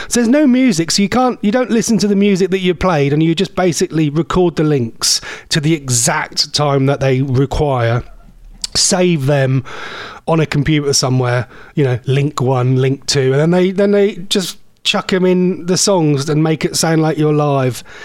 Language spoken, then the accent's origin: English; East of England, United Kingdom; accent: Norfolk; If you want to check out … is that me, my Norfolk accent?